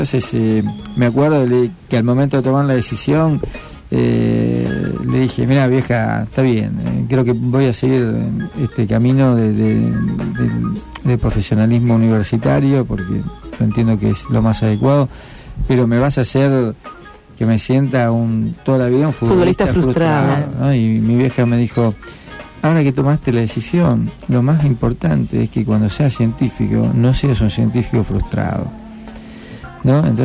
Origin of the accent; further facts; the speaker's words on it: Argentina; mirá, soy argentino, dame la camiseta cuando termine el partido